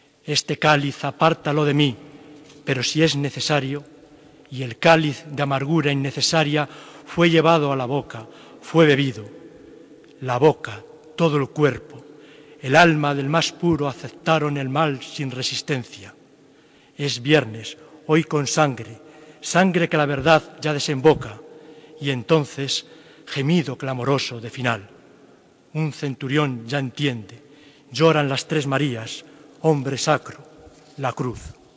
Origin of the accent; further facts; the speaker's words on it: Valladolid, Castile and León, Spain; el sentido que para mí tiene como vallisoletano la celebración